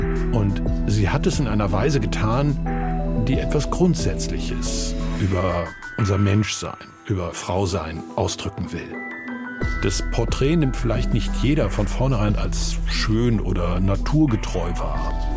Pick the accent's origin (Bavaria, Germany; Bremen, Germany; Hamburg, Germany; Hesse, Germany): Bremen, Germany; In meiner Heimatstadt Bremen ist die Malerin